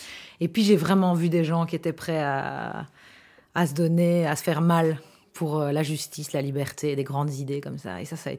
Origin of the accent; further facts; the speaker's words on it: Gilly, Wallonia, Belgium; Mais moi, j'ai grandi à Gilly. Donc, c'est dans la banlieue de Charleroi et dans un environnement très, très mélangé, en fait, et avec pas mal d'arabophones.